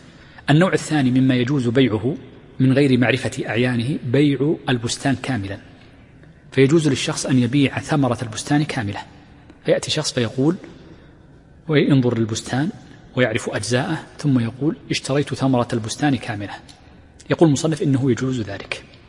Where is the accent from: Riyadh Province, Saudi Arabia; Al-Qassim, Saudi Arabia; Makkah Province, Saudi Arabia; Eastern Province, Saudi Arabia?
Riyadh Province, Saudi Arabia; accent: Najdi; هذه اللهجة التي عندنا هنا في الرياض ونجد ونحوها